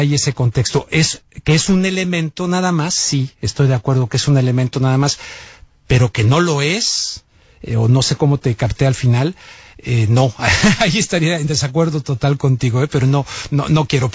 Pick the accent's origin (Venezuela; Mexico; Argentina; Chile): Mexico; te lo digo como mexicano, o sea, lo he vivido en mi país